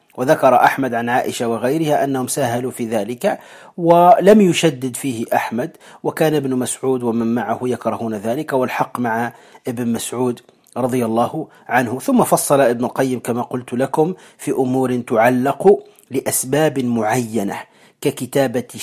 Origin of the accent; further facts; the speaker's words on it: Morocco; الكمأة هي الفطر الذي يسمى عندنا في المغرب يسمى الترفاس